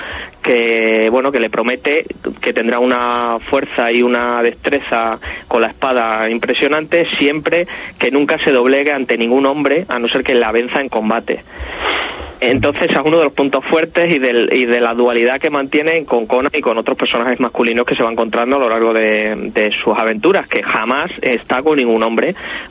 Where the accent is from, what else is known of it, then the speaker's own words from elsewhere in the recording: Spain; somos españoles realmente los que tenemos la culpa de que se convierta en un personaje tan sexy